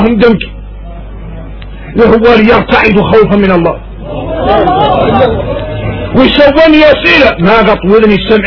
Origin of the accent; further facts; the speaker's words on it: Mauritania; احنا موريتاني نعرفوا شكل من النفاق